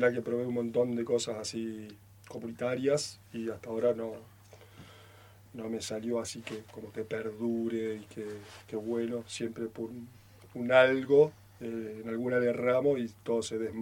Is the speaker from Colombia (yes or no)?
no; Santa Fe, Argentina; el barrio donde yo me crié, en Santa Fe. Era barrio como acá, así, Santa Fe capital, y era un pueblo grande.